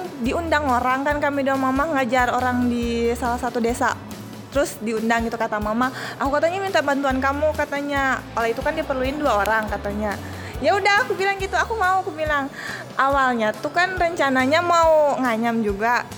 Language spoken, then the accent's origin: Indonesian; Central Kalimantan, Indonesia; Terus kami asalnya juga memang dari Bartim.